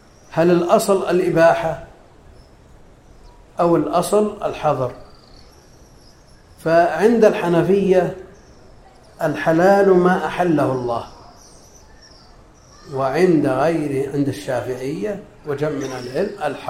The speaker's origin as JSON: {"language": "Arabic", "region": "Najd", "country": "Saudi Arabia", "said": "هي معروفة عندنا في نجد باسم السقنقور"}